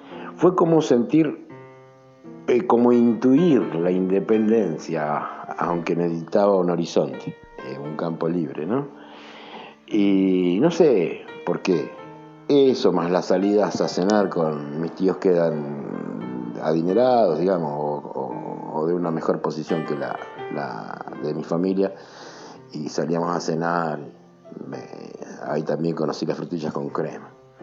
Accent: Buenos Aires, Argentina; soy un trompetista de Buenos Aires, radicado en Buenos Aires

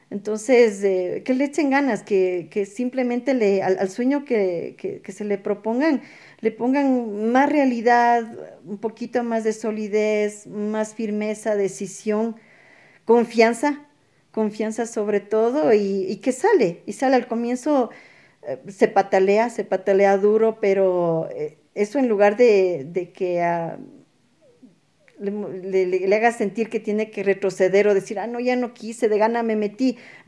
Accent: Ecuador; por algo somos ecuatorianos, digo, ¿no?

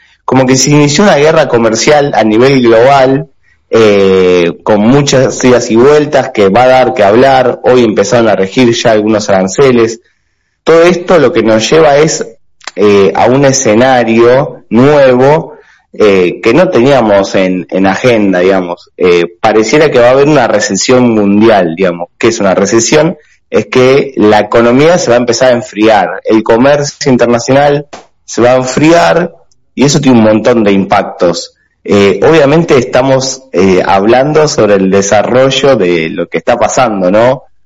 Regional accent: Argentina; Ahora, como argentinos, como ciudadanos de pie

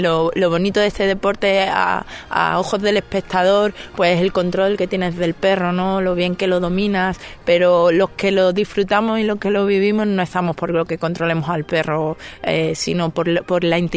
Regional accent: Andalusia, Spain; yo soy malagueña

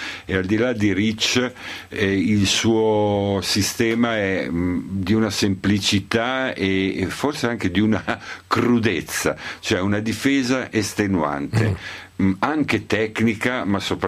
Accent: Reggio Emilia, Emilia-Romagna, Italy; io sono nato a Reggio Emilia molto tempo. E quindi la Serie A al Palabigi è sempre una cosa che mi fa felice

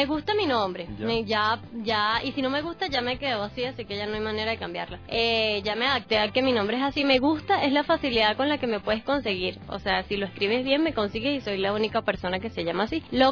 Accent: Caracas, Capital District, Venezuela; born there; en otro estado que no era la capital, que es donde yo nací

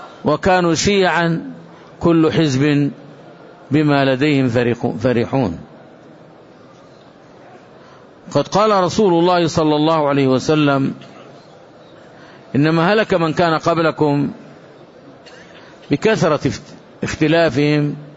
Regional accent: Saudi Arabia; ما قامت عليه هذه البلاد المباركة، بلادنا المملكة العربية السعودية

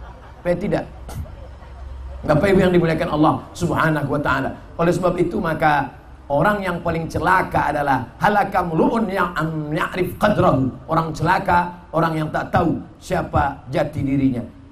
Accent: Riau, Indonesia; Ketika bicara, saya dari Riau

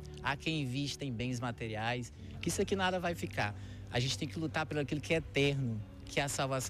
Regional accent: Bom Jardim, Maranhão, Brazil; Eu vim de Bom Jardim, no Maranhão. E todos os anos eu tô aqui no Piauí, na casa da minha cunhada

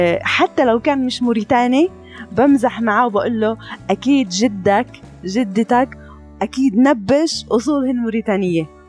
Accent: Palestine; كمان نقطة كتير أنا بحب أحكيها كفلسطينية

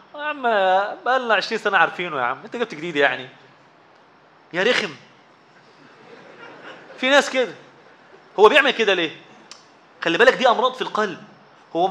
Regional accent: Zagazig, Sharqia Governorate, Egypt; عندنا في الزقازيق أكل حلوة جدا الناس بتحبها

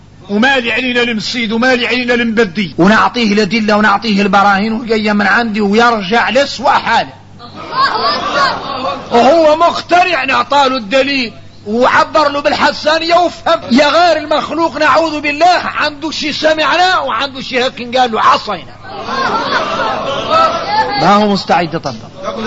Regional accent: Mauritania; هذا كثير فينا احنا موريتاني

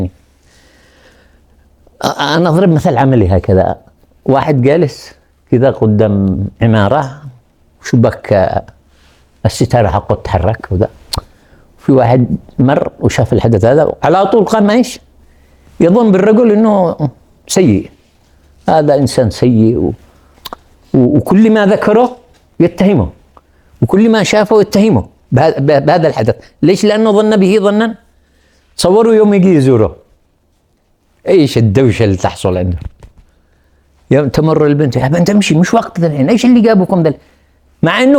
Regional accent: Yemen; وأذكر لكم قصة عملية حصلت عندنا في اليمن

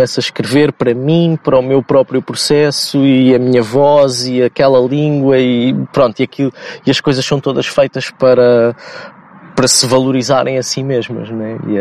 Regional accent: Lisbon, Portugal; accent: Lisbon suburban; com a nossa pronúncia que, e com a pronúncia de um lisboeta do subúrbio em que na prática falamos pá, praticamente só com consoantes

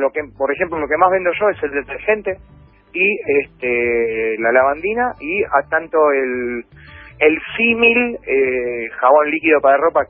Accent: Avellaneda, Buenos Aires Province, Argentina; now in Lomas del Mirador, Argentina; yo estoy en Lomas del Mirador, estoy laburando, pero yo soy de Avellaneda.

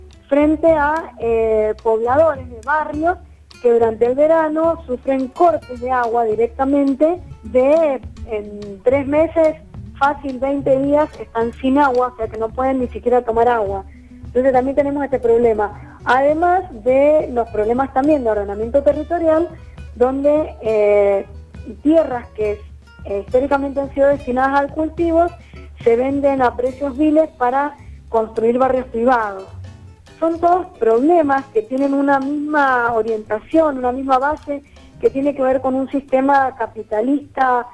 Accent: Mendoza, Argentina; como mendocinos hemos tenido que enfrentar desde que los primeros criollos llegaron a Mendoza, distintas situaciones complejas

